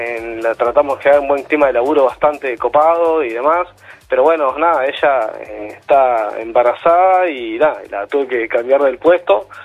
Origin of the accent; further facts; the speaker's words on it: Pablo Nogués, Buenos Aires Province, Argentina; Bien, de zona norte, por Pablo Noves.